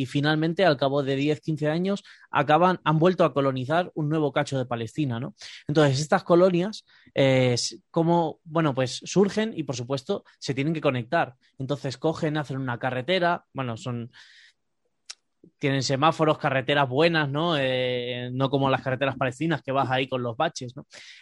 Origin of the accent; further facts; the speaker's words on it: Spain; como españoles, personas del Estado español, bien sabemos que eso da dinero